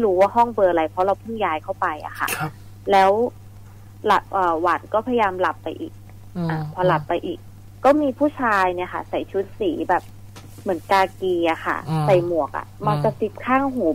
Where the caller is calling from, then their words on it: Bangkok, Thailand; กรุงเทพค่ะ